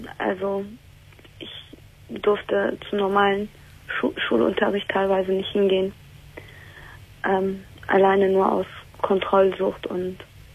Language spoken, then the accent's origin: German; Turkey; Also, mein Problem ist, ich bin Türkin.